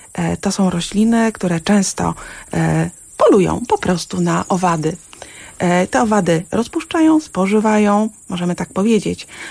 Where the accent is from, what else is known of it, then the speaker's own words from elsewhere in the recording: Mrągowo, Warmian-Masurian Voivodeship, Poland; born there; Urodziłam się na Mazurach, w Mrągowie.